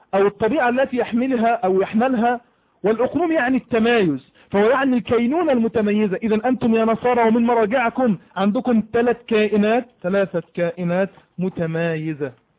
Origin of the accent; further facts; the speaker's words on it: Egypt; أنا راجل مصري عندي لغة عربية وبسألك